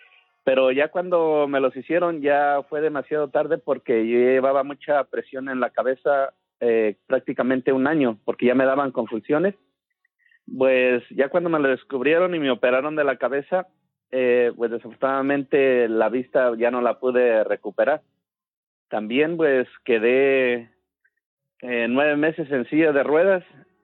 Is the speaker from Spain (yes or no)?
no; Santa Ana, Hidalgo, Mexico; Yo soy del estado de Hidalgo, soy de un pueblo que se llama Santa Ana.